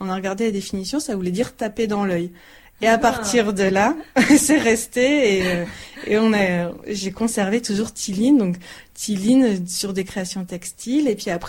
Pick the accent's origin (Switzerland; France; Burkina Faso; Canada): France; the north of France; moved away as an adult; also born or lived in Paris / Italy; now in Vosges, France; Je ne suis pas des Vosges. À l'origine, je viens du nord de la France. Mm-hmm. Ensuite, je suis passée par Paris. Je suis aussi un peu passée par l'Italie pour mes études.